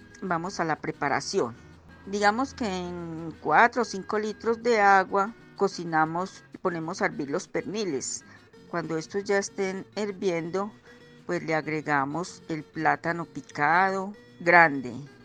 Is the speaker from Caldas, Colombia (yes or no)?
yes; Caldas, Colombia; now in Manizales, Colombia; vengo del norte de Caldas, actualmente vivo en Manizales.